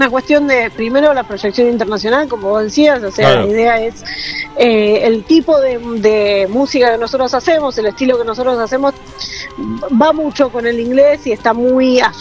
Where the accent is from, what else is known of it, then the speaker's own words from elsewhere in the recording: Buenos Aires, Argentina; born there; Nací de Buenos Aires, sí